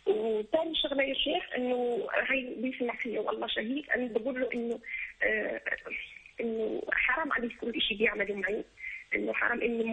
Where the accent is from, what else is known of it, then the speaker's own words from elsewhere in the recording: Algeria; انا جزائريه في جامعه سعودي وعندي مع الاولاد.